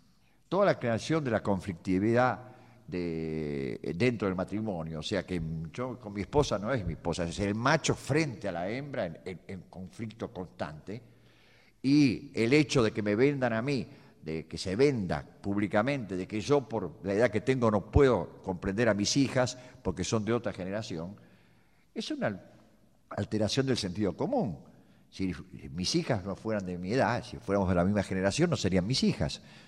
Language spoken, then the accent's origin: Spanish; Buenos Aires, Argentina; Yo como porteño